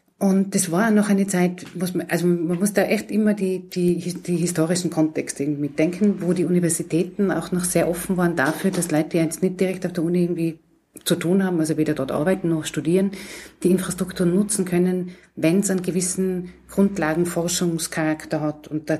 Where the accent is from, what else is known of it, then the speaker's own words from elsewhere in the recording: Innsbruck, Tyrol, Austria; also born or lived in Graz; Ich bin ja ursprünglich aus Innsbruck.